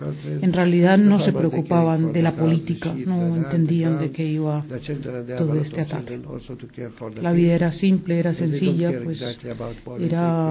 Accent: Dheisheh, West Bank, Palestine; Para explicar un poco cómo surgió Deisha, el campo de Deisha, de donde vengo yo.

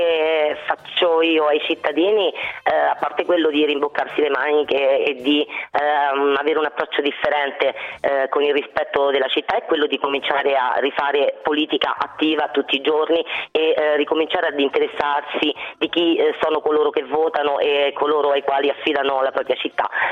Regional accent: Rome, Lazio, Italy; da romana mi vergogno degli stranieri che vengono e che non si trovano davanti quella che è la Roma che io amo

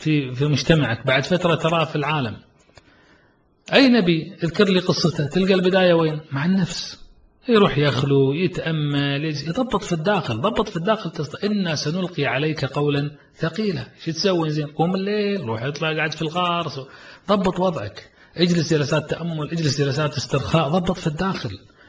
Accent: Kuwait; والله فخر نفتخر أن يكون عندنا في الكويت

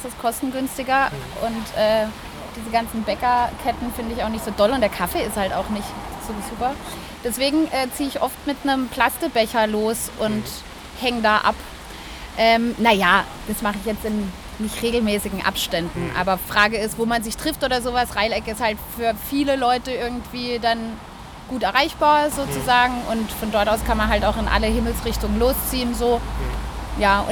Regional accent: Southwest Germany, Germany; also ich komme aus dem Südwesten

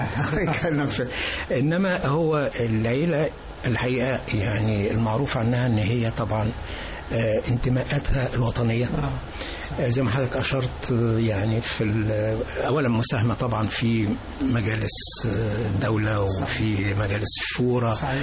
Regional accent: Sharqia Governorate, Egypt; احنا ربعمية بقى وكفر حسين. لا كفر أبو حسين.

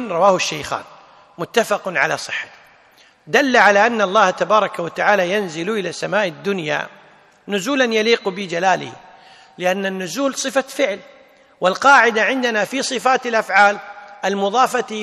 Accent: Kuwait; مثل الآن عندنا في الكويت في ميثاق المسجد

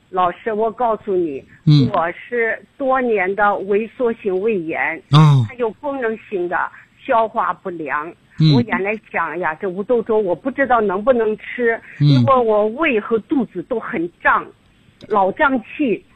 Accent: Nanjing, Jiangsu, China; 我是南京人。

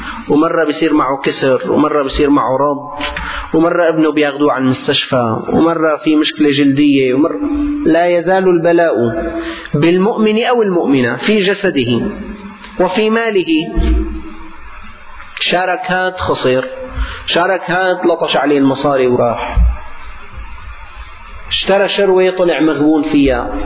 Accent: Syria; ما كان يعني عندنا في الشام

